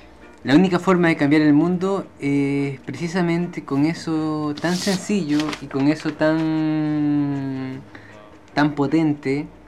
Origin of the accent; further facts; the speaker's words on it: Guayaquil, Guayas, Ecuador; Se trata de ir a Quito, por ejemplo, siendo yo guayaquileño.